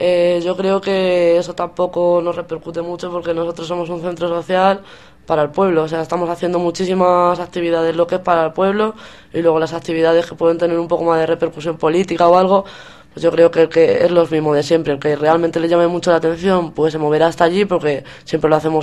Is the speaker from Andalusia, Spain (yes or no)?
no; Pinto, Community of Madrid, Spain; Nosotros mismos los dos somos de Pinto.